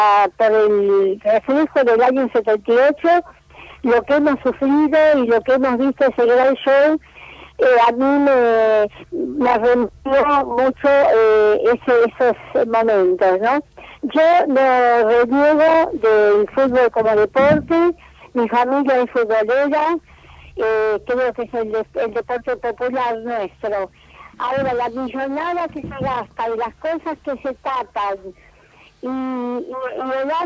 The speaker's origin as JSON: {"language": "Spanish", "country": "Argentina", "said": "soy argentina de pura uh-huh. cepa."}